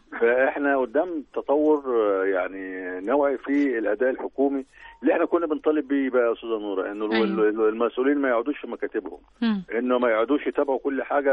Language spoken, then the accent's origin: Arabic; Egypt; في اماكن كتير في مش عندنا في مصر وبس، لا اللي حصل عندنا قبل كده